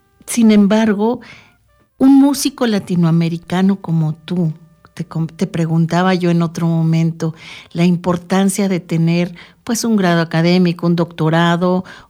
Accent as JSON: {"language": "Spanish", "region": "Mexico City", "country": "Mexico", "lives_now": "Mexico State, Mexico", "said": "Yo salí de Ciudad de México, tengo 7 años de estar radicando acá en la zona oriente del Estado de México"}